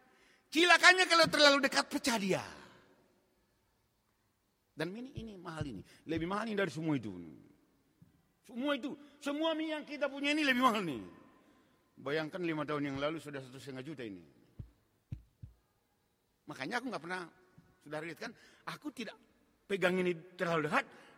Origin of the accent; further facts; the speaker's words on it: Java, Indonesia; seperti kata orang kita Jawa, pakaian sasono